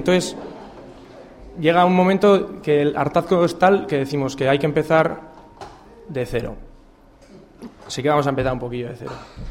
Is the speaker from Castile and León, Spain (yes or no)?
no; San Sebastián, Basque Country, Spain; Y venimos de Donosti